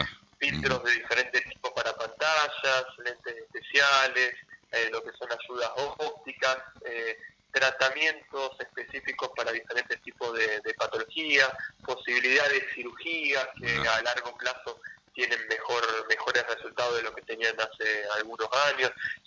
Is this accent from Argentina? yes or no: yes; Rosario, Santa Fe, Argentina; Yo soy de Rosario, me formé en la Universidad Nacional de Rosario.